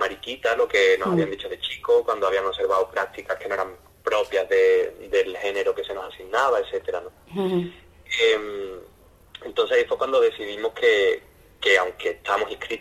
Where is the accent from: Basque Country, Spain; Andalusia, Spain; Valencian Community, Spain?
Andalusia, Spain; Yo como maricón andaluz